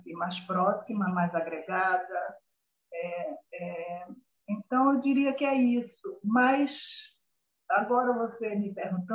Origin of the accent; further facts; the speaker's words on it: Northeast Region, Brazil; accent: Northeastern Brazilian; as pessoas, você é nordestina? Por causa do meu sotaque, que eu faço, inclusive, nenhum esforço para mantê-lo, mas se mantém